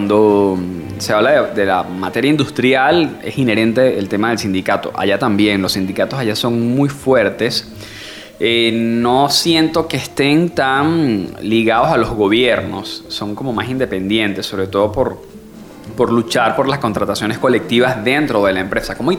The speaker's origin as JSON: {"language": "Spanish", "town": "Valencia", "region": "Carabobo", "country": "Venezuela", "tie": "born or raised there", "said": "Mi familia es caraqueña, pero yo nací, digamos que me crié en Valencia, soy valenciano."}